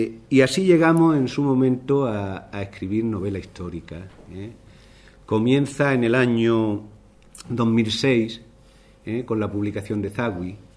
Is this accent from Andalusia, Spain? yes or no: yes; Archidona, Andalusia, Spain; paisanos de Archidona, mi pueblo.